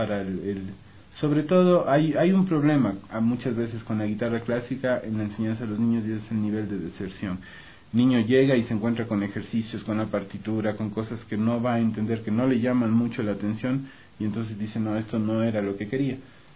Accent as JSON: {"language": "Spanish", "town": "Quito", "region": "Pichincha", "country": "Ecuador", "lives_now": "Cuenca, Ecuador", "said": "Yo en realidad soy quiteño, yo nací en Quito, pero ya vivo en Cuenca algunos años. Yo también ya me considero cuencano, y ahorita mantengo mi residencia permanente en la ciudad de Cuenca"}